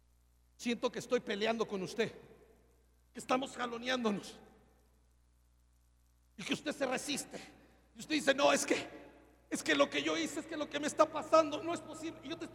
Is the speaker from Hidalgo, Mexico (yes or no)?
no; Mexico City, Mexico; born there; Soy un triste mexicano, nacido en Peralvillo, y que amo a mi tierra. Pero soy más judío que el presidente de Israel.